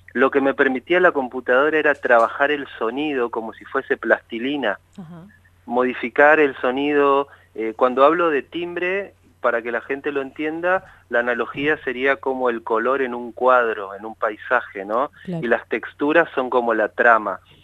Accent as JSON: {"language": "Spanish", "region": "Chaco", "country": "Argentina", "moved": "as an adult", "said": "Yo fui a estudiar música a Córdoba cuando tenía 18 años. Yo soy del Chaco."}